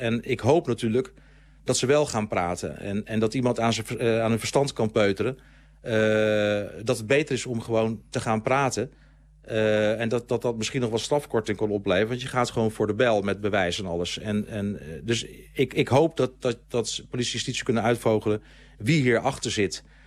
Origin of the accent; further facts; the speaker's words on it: Groningen, Netherlands; Ik kom oorspronkelijk uit Groningen.